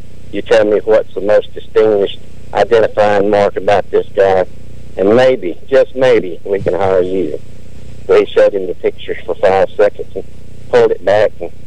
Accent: Mississippi, United States; so I tell it on myself. I'm from Mississippi.

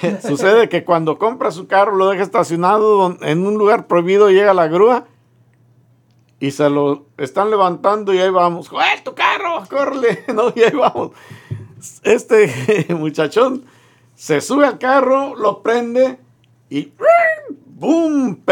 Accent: Mexico; Nosotros somos mexicanos y ya.

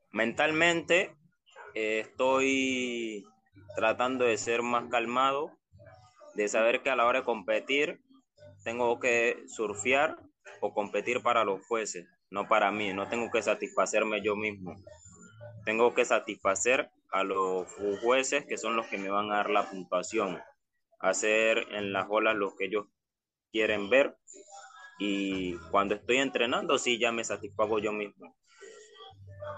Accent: Chocó, Colombia; yo soy de Colombia, soy del Pacífico Chocó, del Valle Vallasolano.

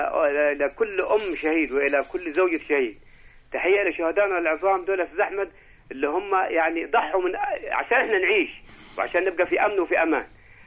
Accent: Al-Baghdadi, Egypt; قريتي أنا قرية البغدادي بتفخر

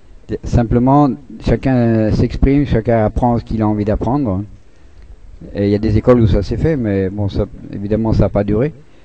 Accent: France; moi je suis français, vive la France, on est européen

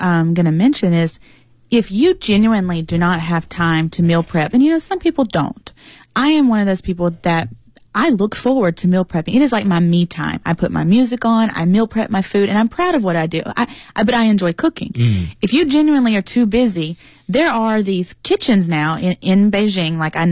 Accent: United States; I'm very American

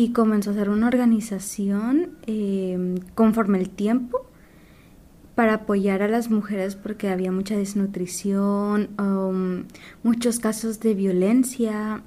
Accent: Xalapán, Jalapa, Guatemala; Mi comunidad está en la frontera con México. Soy de Xalapán, se ubica por Jalapa, es el municipio que digamos, es como el centro.

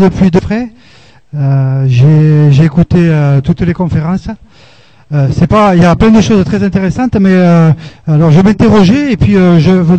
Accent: Occitanie, France; Je viens du Lot. J'écoute de chez moi.

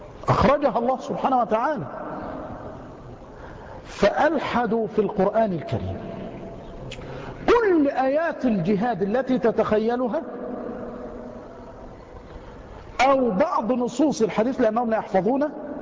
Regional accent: Yemen; يأتي إلينا بعضهم ونحن في اليمن

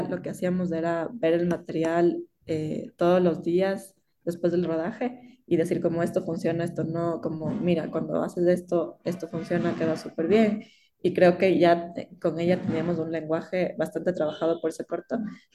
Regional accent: Ecuador; había muchas cosas que eran muy comunes con Ecuador, de donde yo vengo.

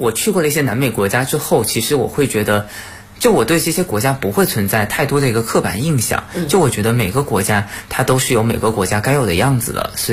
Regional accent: China; 我遇到反正最常见的问题就是，你们中国人是不是都吃狗肉？就你会发现真的外界真的对我们中国人会有

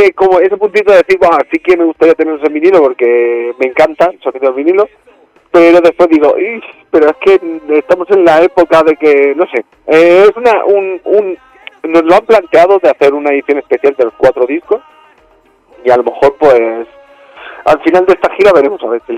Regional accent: Alicante, Valencian Community, Spain; Hemos tirado en este disco más por los músicos de la terreta, como se dice, ¿no? Nosotros somos ahí de Alicante y hemos tirado por ahí.

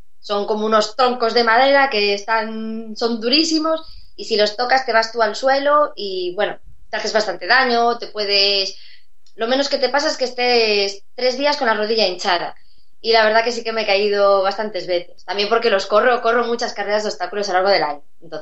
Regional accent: Santiago de Compostela, Galicia, Spain; es otra de las ciudades grandes de Galicia, yo soy de Santiago.

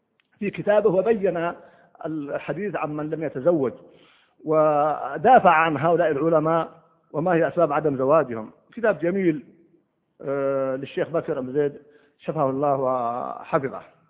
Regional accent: Egypt; عمره 35 سنة فقط عندنا في مصر

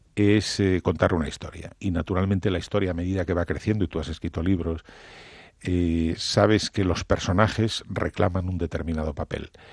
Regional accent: Cantabria, Spain; mi tierra, Cantabria, las Asturias de Santillana

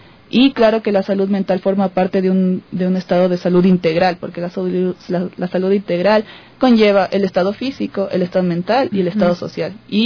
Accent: Ecuador; uno de los problemas esenciales que tenemos nosotros como cultura ecuatoriana

